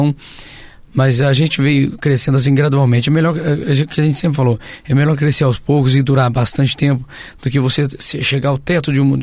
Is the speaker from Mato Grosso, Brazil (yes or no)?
no; Franca, São Paulo, Brazil; Somos de Franca, interior de São Paulo.